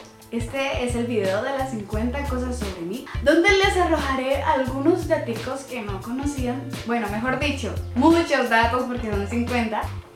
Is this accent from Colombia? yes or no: yes; Colombia; Nací el 27 de febrero de 1998. Soy orgullosamente colombiana.